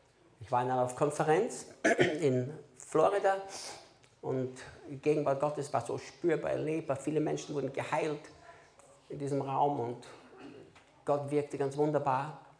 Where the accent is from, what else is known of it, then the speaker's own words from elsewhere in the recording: Austria; Dann muss ich Deutsch sprechen, weil sonst hätte ich Steirisch